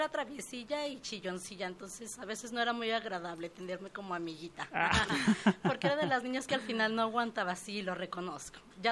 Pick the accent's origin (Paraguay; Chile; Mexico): Mexico; Magdalena, Jalisco; also born or lived in Guadalajara; a pesar de que nací aquí en Guadalajara y los tres primeros años de mi vida crecí aquí, yo siempre me he considerado que soy de Magdalena.